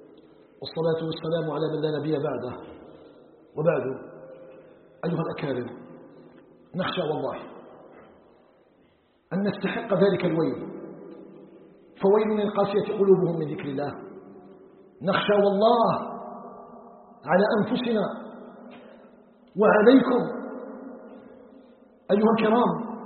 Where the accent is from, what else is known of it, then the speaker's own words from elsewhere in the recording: Algeria; نسأله تبارك وتعالى أن يجعل بلدنا الجزائر بلدا آمنا مطمئنا وسائر بلاد المسلمين